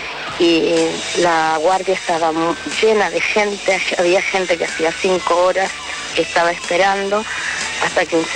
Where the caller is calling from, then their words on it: Lanús, Buenos Aires Province, Argentina; de Lanús y llamo para comentarles